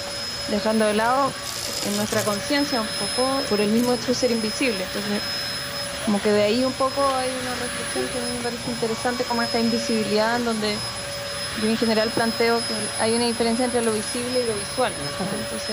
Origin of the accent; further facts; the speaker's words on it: Chile; soy artista sonora chilena.